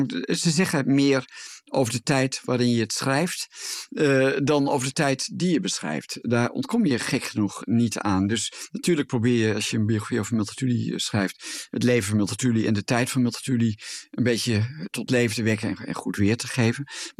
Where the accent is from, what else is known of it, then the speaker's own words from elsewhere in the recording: Gelderland, Netherlands; Ik kom zelf uit de Achterhoek